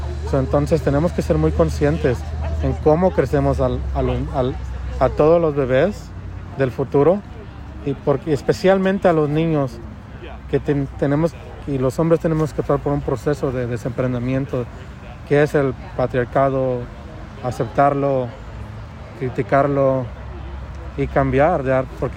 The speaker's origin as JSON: {"language": "Spanish", "country": "Mexico", "said": "yo soy mexicano, padre, me identifico como Latinx"}